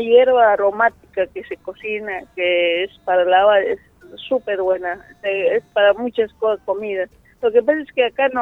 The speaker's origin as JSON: {"language": "Spanish", "region": "La Paz", "country": "Bolivia", "tie": "born or raised there", "said": "A mi pueblo cuando llego es... primero es cosechar el maíz blanco, porque allá el maíz son más grandes."}